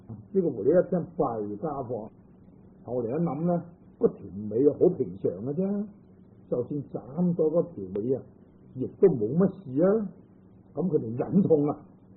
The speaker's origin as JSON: {"language": "Chinese", "region": "Guangdong", "country": "China", "said": "即是我们广东人说的弟弟啊"}